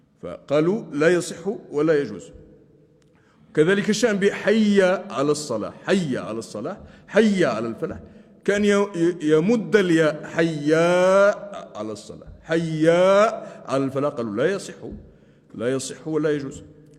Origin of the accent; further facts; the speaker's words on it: Laghouat, Laghouat Province, Algeria; حتى علماء بلدتنا الأغواط كانوا يفعلون هذا